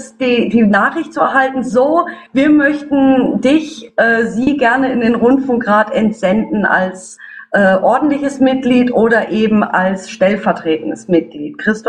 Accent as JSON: {"language": "German", "town": "Freiburg", "region": "Baden-Württemberg", "country": "Germany", "said": "Ich bin Freiburgerin, daher kann ich diese Ausbildung gutheißen."}